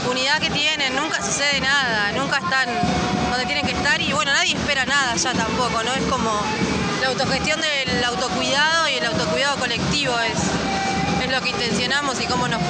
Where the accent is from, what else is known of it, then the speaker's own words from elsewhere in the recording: Cuesta Blanca, Córdoba, Argentina; vengo de Cuesta Blanca.